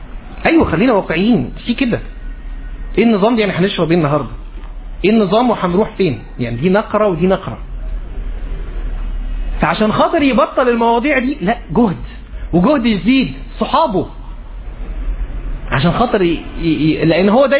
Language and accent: Arabic; Egypt; بمعنى عندنا في مصر بيقولوا ايه